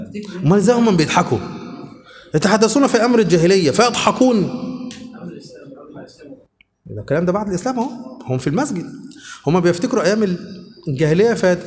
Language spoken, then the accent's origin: Arabic; Luxor, Luxor Governorate, Egypt; انا دلوقتي من الاقصر